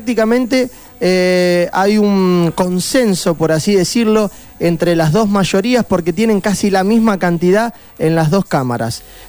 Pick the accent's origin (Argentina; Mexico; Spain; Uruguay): Argentina; nosotros como argentinos, más allá de que te pueda dar bronca o no, tenemos que desear lo mejor para nuestro país